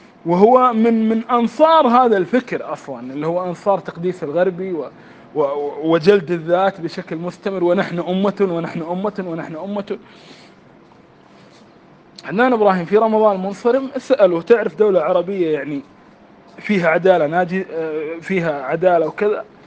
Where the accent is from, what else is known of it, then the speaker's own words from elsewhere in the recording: Kuwait; يعني حتى قبل مدة مثلاً عندنا في الكويت اللعبة الديمقراطية